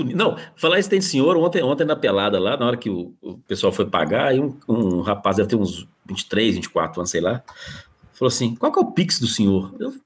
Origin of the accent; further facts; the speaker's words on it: Estrela do Indaiá, Minas Gerais, Brazil; lá na minha terra, eu sou de Estrela do Indaiá, pessoal, pra quem não sabe. Lá é uma cidade que tem pouco menos de 4 mil habitantes